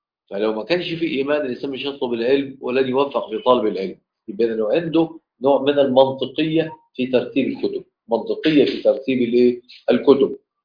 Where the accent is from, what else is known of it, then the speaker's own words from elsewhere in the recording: Mansoura, Dakahlia, Egypt; يعني احنا عندنا في المنصوره